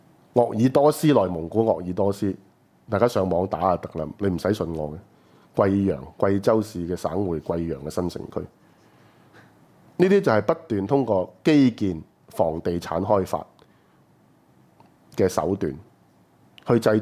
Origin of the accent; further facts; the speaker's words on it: Hong Kong; 就是賺我們香港人的錢。